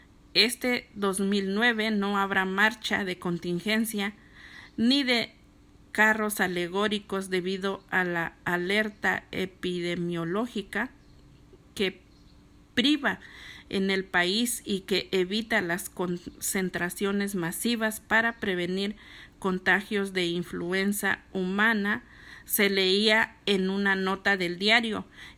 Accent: Puebla, Mexico; Bueno, digo paisanos porque yo soy de Puebla.

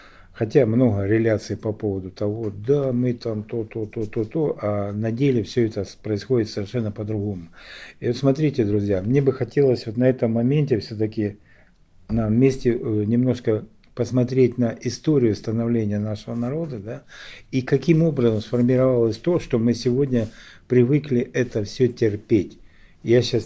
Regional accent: Donbas, Ukraine; потому что я сам из Донбасса, и все это не для меня не какая-то там чужесторонняя информация по телевизору

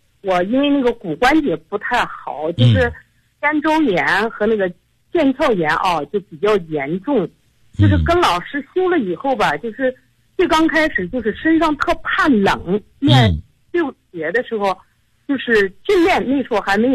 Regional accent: Urumqi, Xinjiang, China; 我是新疆的，你的听众。

